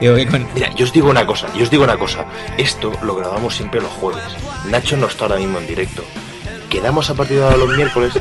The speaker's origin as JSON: {"language": "Spanish", "region": "Catalonia", "country": "Spain", "said": "Es que soy catalán, como al Salva."}